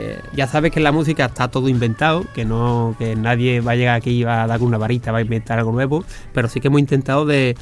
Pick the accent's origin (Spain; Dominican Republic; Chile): Spain; Andalusia; Mi forma de cantar de aquí, de Andalucía, porque yo soy andaluz